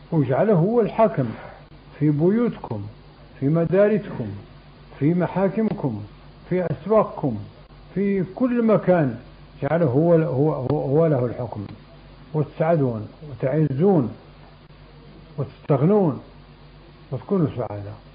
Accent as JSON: {"language": "Arabic", "country": "Morocco", "said": "لكن جاب الله حنا مغاربة"}